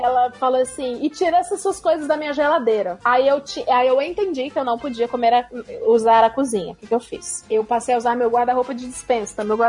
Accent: Ceará, Brazil; Aí, começava a associar com o Nordeste, porque eu sou do Ceará.

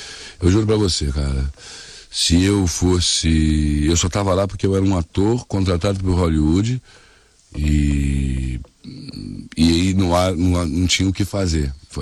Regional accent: Brazil; Porque você olhar pra mim, você não vai dizer que eu sou brasileiro, entendeu?

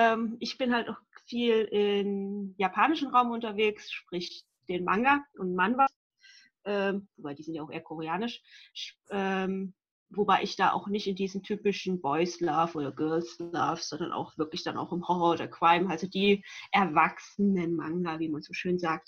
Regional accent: Rhineland, Germany; ich komme aus dem Rheinland.

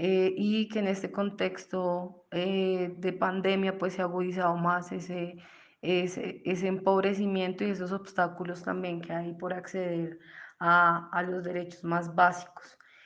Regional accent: Colombia; soy de Colombia

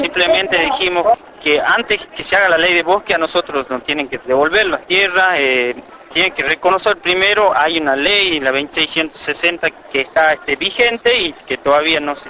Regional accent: Argentina; Yo soy de la comunidad Coyatincunacu y también soy miembro de la Coyamarca, que es la coordinadora de organizaciones Coyas Autónomas

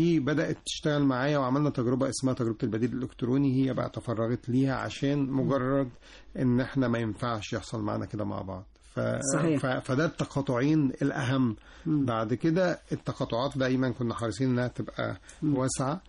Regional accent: Birket el Sab, Monufia Governorate, Egypt; أنا من المنوفية.

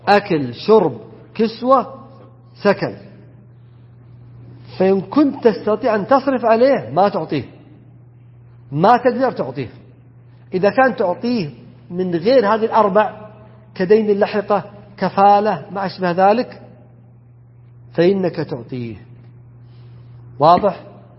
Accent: south, Saudi Arabia; موجود عندنا في الجنوب بخصوصا، وقد يكون في الشمال أيضا

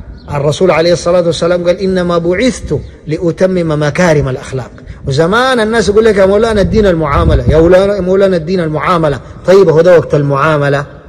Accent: Sudan; نحن كسودانيين أهل كرم وأهل وفاء وأهل رحمة

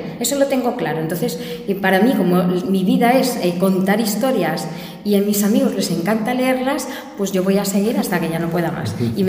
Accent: Basque Country, Spain; mire, soy vasca, pero tampoco soy idiota.

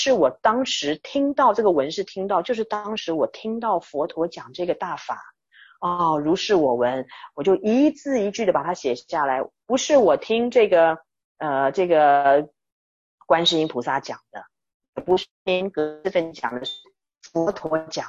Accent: China; 那就是我们中国人所讲的万法归一

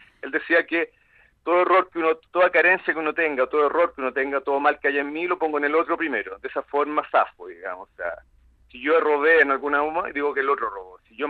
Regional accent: Chile; Yo que soy chileno, estoy absolutamente impactado con lo que sucedió.

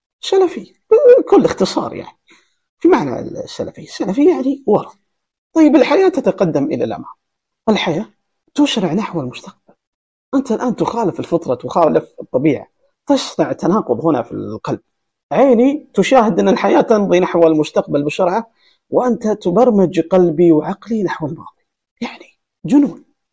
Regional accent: Saudi Arabia; هل أنا كمواطن سعودي في هذا العصر

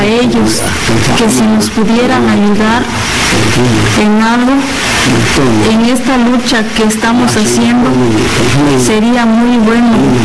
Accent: Xochistlahuaca, Guerrero, Mexico; born there; Actualmente tengo 78 años. Nací en Sunja, Xochistlahuaca. Soy campesino.

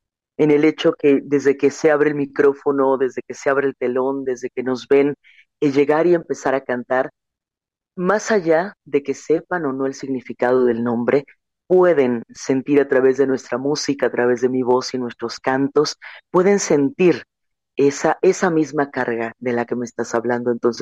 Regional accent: Chiapas, Mexico; Yo tenía 15 años cuando comienzo a salir de mi tierra, primero a nivel estatal y después a nivel nacional, para representar un camino, no únicamente que dijera Chiapas

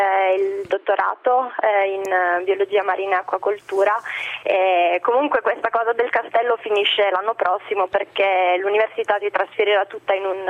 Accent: Bari, Apulia, Italy

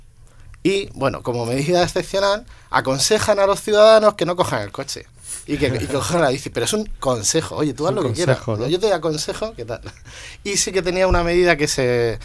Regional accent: Region of Murcia, Spain; como soy murciano, pues ya la tierra me ha tirado, he estado allí este fin de semana

